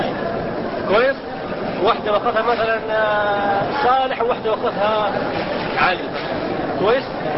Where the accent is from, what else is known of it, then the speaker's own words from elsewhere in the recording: Libya; أنا الأخ من ليبيا